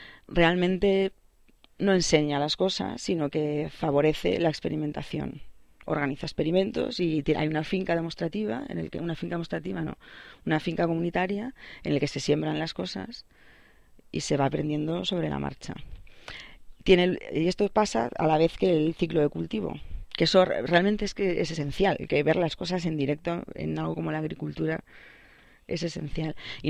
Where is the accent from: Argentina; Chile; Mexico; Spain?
Spain; Soutelo, Galicia; Eso me fijaba yo en mi pueblo, en Soutelo, que la gente es capaz de tener...